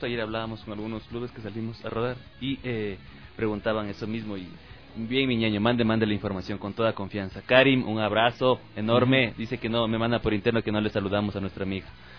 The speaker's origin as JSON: {"language": "Spanish", "country": "Ecuador", "said": "Qué bello, cómo somos los ecuatorianos, Dios mío."}